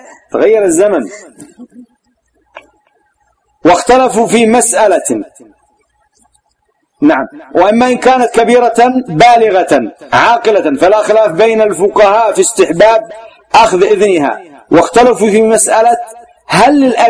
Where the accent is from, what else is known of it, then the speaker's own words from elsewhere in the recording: Yemen; عندنا في اليمن عيب، عيب ومصيبة أن تأتي تخطب المرأة من نفسها